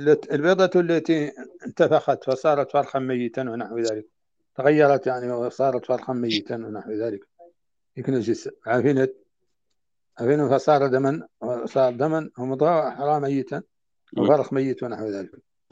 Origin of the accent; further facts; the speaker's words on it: Mauritania; عندنا في موريتانيا.